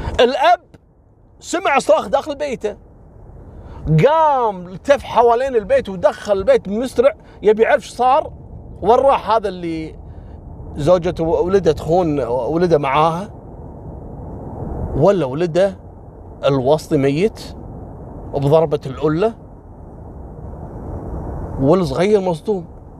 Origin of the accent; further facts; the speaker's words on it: Kuwait; قصة حصلت عندنا في الكويت في السبعينات